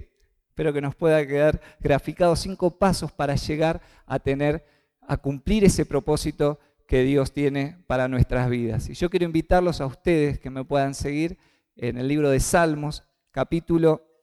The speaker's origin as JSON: {"language": "Spanish", "town": "Basail", "region": "Chaco", "country": "Argentina", "tie": "born or raised there", "moved": "yes", "said": "pude ir hasta el Chaco, la pasamos muy bien, pude ir a mi pueblo, no sé si alguna vez han escuchado el pueblo de Basail"}